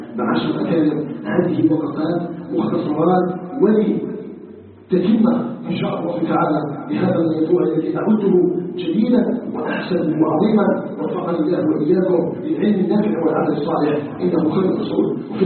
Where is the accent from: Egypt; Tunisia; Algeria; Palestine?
Algeria; نسألك جل في علاه أن يجعل بلدنا الجزائر بلدا آمنا مطمئنا